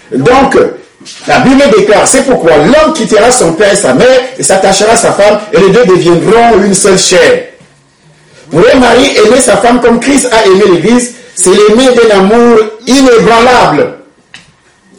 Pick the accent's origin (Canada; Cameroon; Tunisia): Cameroon; je parle du Cameroun puisque je suis camerounais